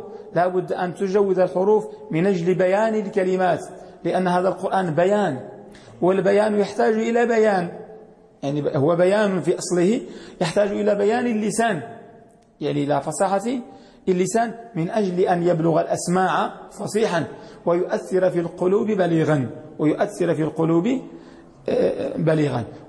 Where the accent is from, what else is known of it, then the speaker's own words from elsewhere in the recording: Morocco; وهذه المجهودات الحمد لله التي نراها في بلدنا المغرب